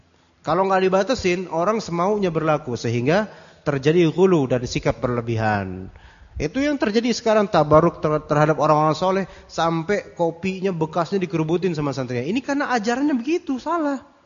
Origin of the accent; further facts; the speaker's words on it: Java, Indonesia; Oh, enggak bisa, saya orang Jawa kok. Kan emang Pulau Jawa kan kayak gitu orang-orang.